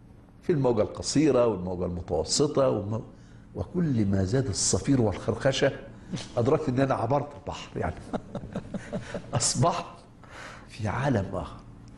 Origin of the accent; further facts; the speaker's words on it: Egypt; عندنا في مصر الناس في صلاة الجمعة عندما يذهبون المسجد قبل الصلاة بنصف ساعة